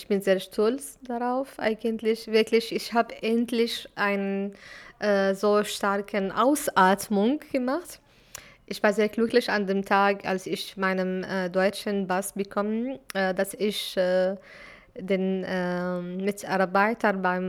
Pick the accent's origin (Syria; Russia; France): Syria; German is a second language; Ich fühle mich eine Syrerin, obwohl ich bin aus Palästina von Wurzeln.